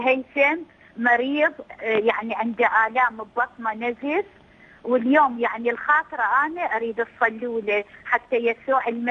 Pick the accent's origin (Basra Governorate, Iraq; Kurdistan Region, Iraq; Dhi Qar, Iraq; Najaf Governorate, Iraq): Basra Governorate, Iraq; Basra; now in Baghdad, Iraq; من البصرة، أنا مو من بغداد، من البصرة. من البصرة من العراق.